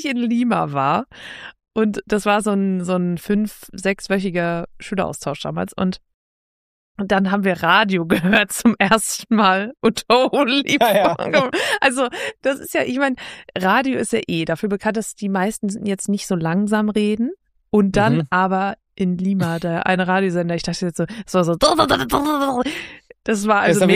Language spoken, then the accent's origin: German; Northern Germany, Germany; Ich komme ja aus dem Norden, da fehlt mir die Bildung.